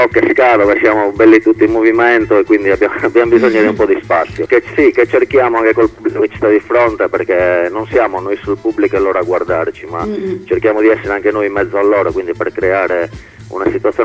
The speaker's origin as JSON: {"language": "Italian", "region": "Sardinia", "country": "Italy", "said": "noi facciamo ska rock e siamo della Sardegna."}